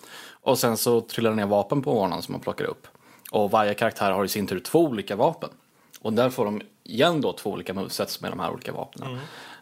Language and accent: Swedish; Småland, Sweden; Det är ju svårt med tanke på att jag är väldigt svensk. Ja, är svensk. Smålänning också på ovanpå det.